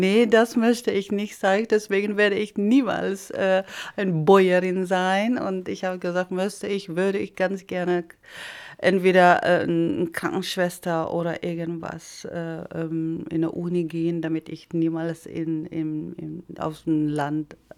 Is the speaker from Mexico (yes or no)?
no; Philippines; German is a second language; Also wir sind immer in so eine große Stadt, sage ich mal so, weil das ist jetzt in Lauak heißt das, wo ich aufgewachsen bin und das ist eine große Stadt.